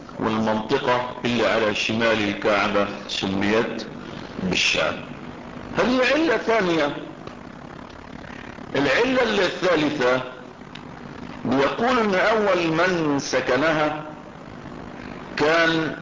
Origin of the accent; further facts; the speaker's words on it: Egypt; البدرشين دي بلد عندنا في مصر